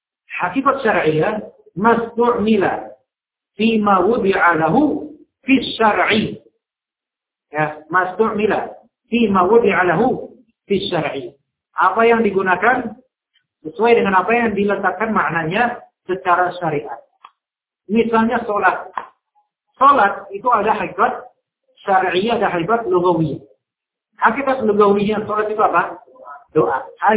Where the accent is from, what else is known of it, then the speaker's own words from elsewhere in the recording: Jakarta, Indonesia; Nah, kemudian Saya orang Jakarta nggak ngerti, kan?